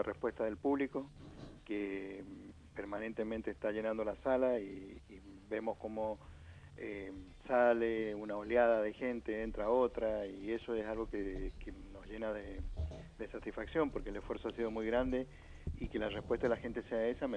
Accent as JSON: {"language": "Spanish", "region": "Mendoza", "country": "Argentina", "said": "el homenaje que le estábamos debiendo nosotros como mendocinos a un mendocino"}